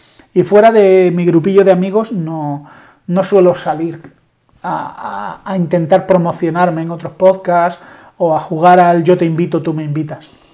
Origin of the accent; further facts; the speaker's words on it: Spain; yo soy español, intento sentirme orgulloso de ser español, me gusta la historia de mi país